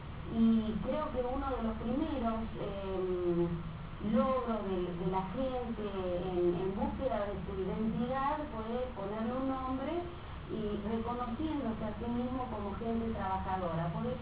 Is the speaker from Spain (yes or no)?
no; Chile; born there; Yo nací en Chile. Nací el 26 de febrero, de 1940. Ya soy vieja.